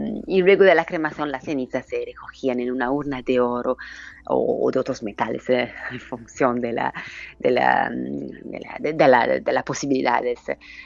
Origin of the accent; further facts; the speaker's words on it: Italy; soy filóloga, pero sobre todo soy italiana.